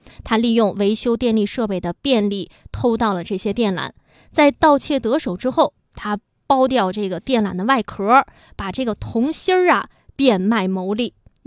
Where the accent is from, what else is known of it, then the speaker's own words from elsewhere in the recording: Shijiazhuang, Hebei, China; now in Beijing, China; 因为从北京开往石家庄，我老家的车都是从西站发车。